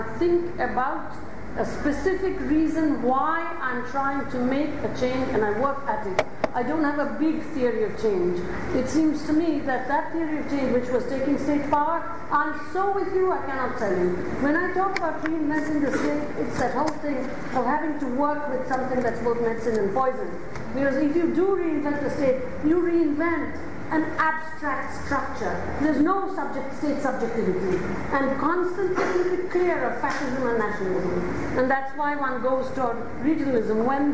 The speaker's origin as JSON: {"language": "English", "country": "India", "said": "And I come back to the Indian example, not because I'm Indian, because to an extent, you know, I don't live there. I mean, I'm constantly there, but it's because of the language thing, I have some involvement."}